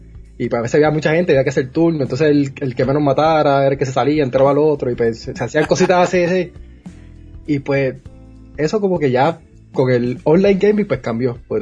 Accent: Guaynabo, Puerto Rico; yo soy de Guaynabo, Puerto Rico, no de Guaynabo City, Guaynabo del Monte, ya que todo el mundo siempre dice Guaynabo City, pero no. Guaynabo tiene sus montes, que nadie conoce. Nacido y criado ahí, estudié en escuela pública también en Guaynabo.

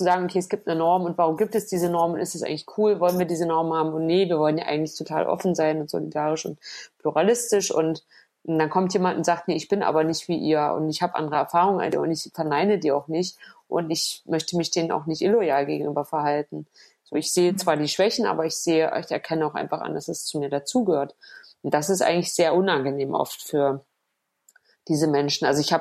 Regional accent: East Germany, Germany; was ich so merke als Ossi, der sich irgendwie auch integriert fühlt in diese Gesellschaft

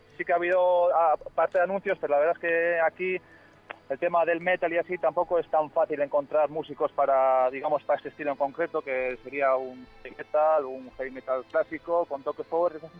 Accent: Basque Country, Spain; somos del País Vasco, concretamente en Guipúzcoa, y nada, ya muchos sabéis ahora, pues cerca de la capital, que sería San Sebastián, pues nada, una horita estamos ahí.

